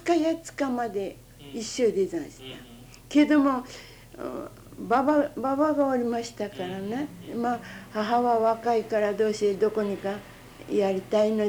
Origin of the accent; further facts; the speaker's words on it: Saga, Japan; born there; 私生まれは佐賀県でざんす。今は福岡県でざん